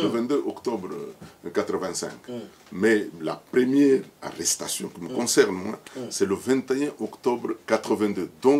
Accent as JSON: {"language": "French", "country": "DR Congo", "said": "On est congolais."}